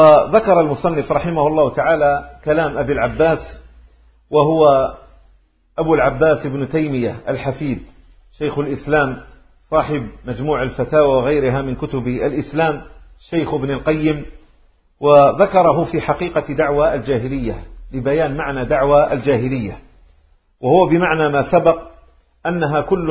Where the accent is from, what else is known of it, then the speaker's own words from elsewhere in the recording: Maghnia, Tlemcen Province, Algeria; أقول له أنا من مغنية